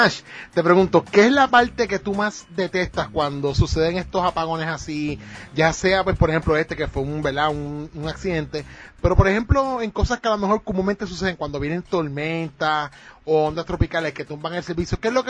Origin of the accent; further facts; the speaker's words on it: Ponce, Puerto Rico; porque por lo menos para mi pueblo yo no tuve luz, no había luz en Ponce